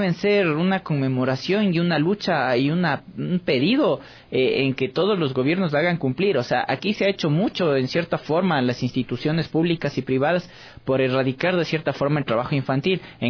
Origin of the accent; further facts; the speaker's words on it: Ecuador; Quito parece un día cívico porque solo falta que estén más banderas por las calles para decir que somos ecuatorianos y nos sentimos orgullosos de ser ecuatorianos.